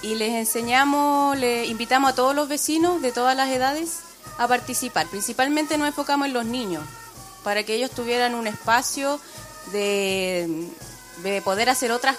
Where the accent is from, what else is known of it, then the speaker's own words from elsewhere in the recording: Puente Alto, Santiago Metropolitan Region, Chile; No, soy de Puente Alto, soy de El Llano, pero viajo todos los sábados